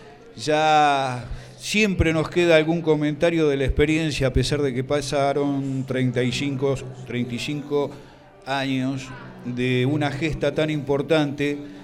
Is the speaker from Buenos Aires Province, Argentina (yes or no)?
yes; Boulogne, Buenos Aires Province, Argentina; Yo soy de acá de Boulogne, nacido, criado y salí de acá de Boulogne hacia Malvinas.